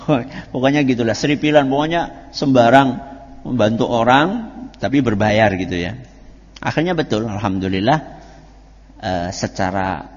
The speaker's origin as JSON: {"language": "Indonesian", "region": "Java", "country": "Indonesia", "said": "Kalau bahasa kita orang Jawa, disupatani."}